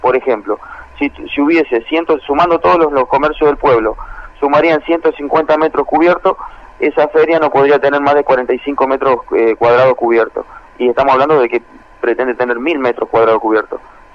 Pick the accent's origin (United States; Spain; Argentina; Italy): Argentina; Sí, dentro del departamento San Lorenzo. Las características de mi pueblo, es un pueblo agrícola-ganadero, está con un ambiente ruralista, rodeado de mucho verde, mucho campo